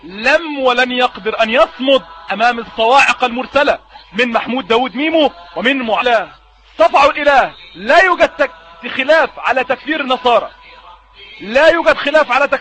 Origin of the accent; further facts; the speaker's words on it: Egypt; وبمناسبه ان انا مصري